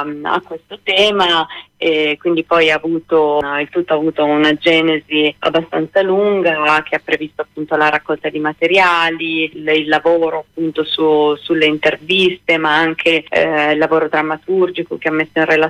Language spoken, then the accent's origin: Italian; Taranto, Apulia, Italy; io vengo da Taranto